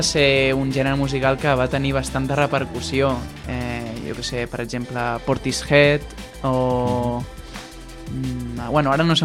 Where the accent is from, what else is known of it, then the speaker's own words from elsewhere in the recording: Mataró, Catalonia, Spain; now in Molins de Rei, Spain; Visc en Molins de Rei actualment pels estudis, però sóc de Mataró.